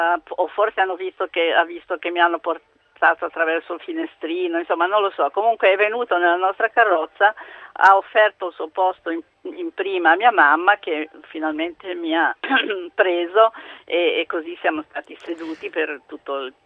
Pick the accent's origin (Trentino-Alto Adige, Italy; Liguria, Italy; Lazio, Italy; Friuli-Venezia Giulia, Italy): Liguria, Italy; Albisola; io sono di Albisola, Savona, e sto andando a Trieste da mia figlia perché sono nonna